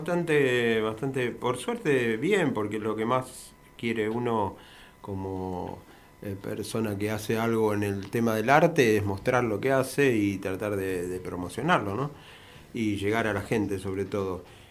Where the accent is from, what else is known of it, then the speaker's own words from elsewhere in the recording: Argentina; lo que tenga que ver con nosotros como país, como Argentina